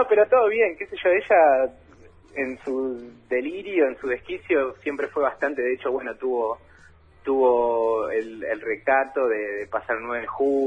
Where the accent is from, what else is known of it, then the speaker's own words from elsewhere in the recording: Paraguay; now in Argentina; Que yo no soy un paraguayo muy paraguayo tampoco.